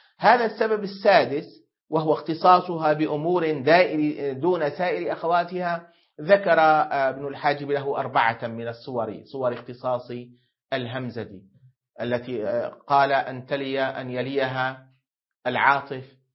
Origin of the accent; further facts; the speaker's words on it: Syria; لا ما عندنا تمر في سوريا، لكن عندنا في سوريا يقابل دبس التمر دبس العنب